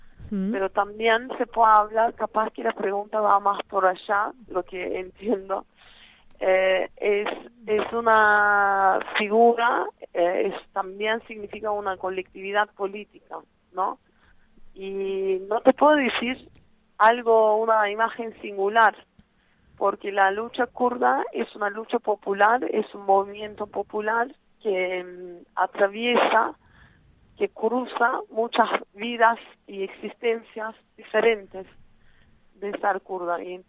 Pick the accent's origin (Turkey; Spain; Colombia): Turkey; Spanish is a second language; Yo soy kurda de Turquía, digamos, una kurda que vivía en Turquía, que nací en Turquía.